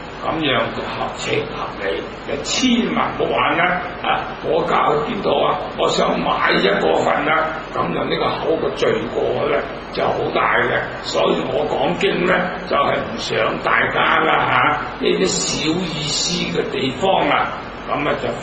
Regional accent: Zhongshan, Guangdong, China; 我係中山人，

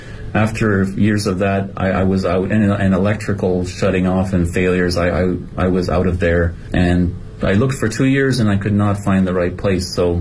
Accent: Canada; moved away as an adult; now in China; and I'm from Canada, and I was hired to come work with a foreign artist here for a few years from Canada

